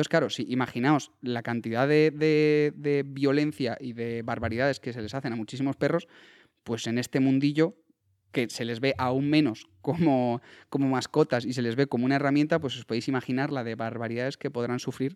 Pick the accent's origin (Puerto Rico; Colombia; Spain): Spain; Castilla-La Mancha; salían como a cazar conejos por la zona de Guadalajara y demás, que por allí está mi pueblo